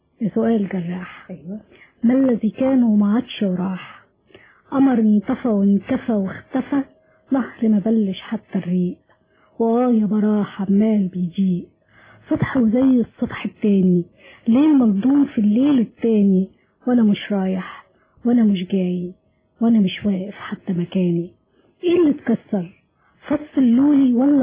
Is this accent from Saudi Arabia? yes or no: no; Egypt; يعني انا مصريه